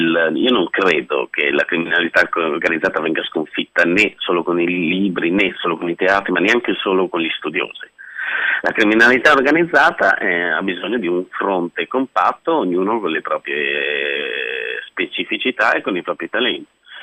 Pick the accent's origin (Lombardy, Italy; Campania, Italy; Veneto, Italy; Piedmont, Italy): Lombardy, Italy; Ero il tipico lombardo di provincia